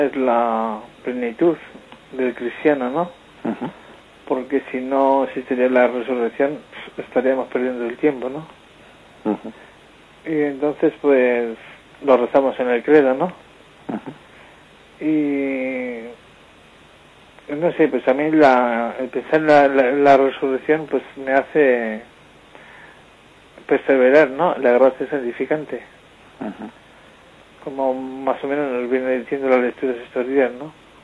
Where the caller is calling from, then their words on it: Logroño, La Rioja, Spain; Buenos días … de Logroño.